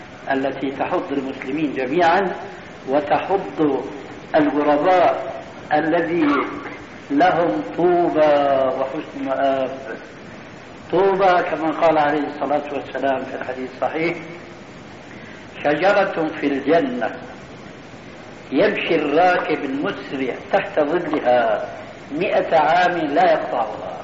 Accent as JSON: {"language": "Arabic", "country": "Syria", "said": "نضربها كما يقولون عندنا في الشام اللاوي"}